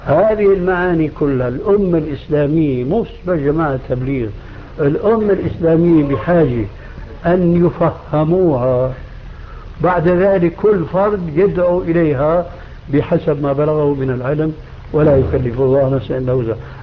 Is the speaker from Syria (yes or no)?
yes; Syria; ونحن عندنا في الشام كانوا التلامذة مساكين